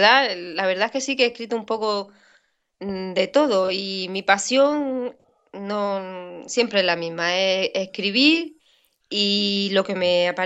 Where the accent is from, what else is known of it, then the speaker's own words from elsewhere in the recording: Granada, Andalusia, Spain; ¿qué te voy a decir yo de mi tierra? Todo bueno, todo, vamos, yo estoy encantada con mi ciudad.